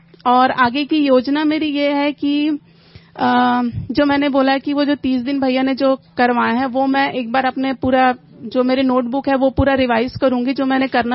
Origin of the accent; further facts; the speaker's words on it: Raipur, Chhattisgarh, India; मैं रायपुर से हूँ।